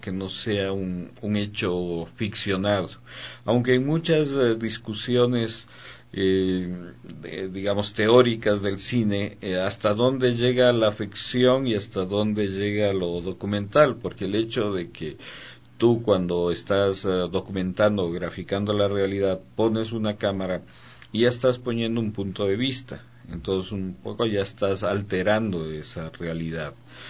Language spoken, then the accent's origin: Spanish; Quito, Pichincha, Ecuador; Sí, soy quiteño. Soy nacido aquí hace 52 años.